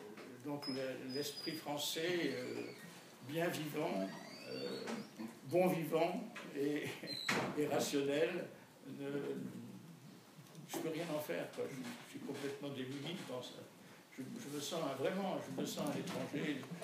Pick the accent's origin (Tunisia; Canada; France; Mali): France; born there; Je suis né en France, de parents français, et c'est marqué que je suis français sur ma carte d'identité.